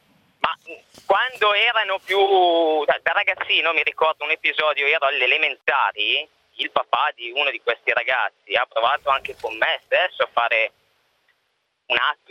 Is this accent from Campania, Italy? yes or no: no; Mortara, Lombardy, Italy; Io sono di Mortara, che è a 10 km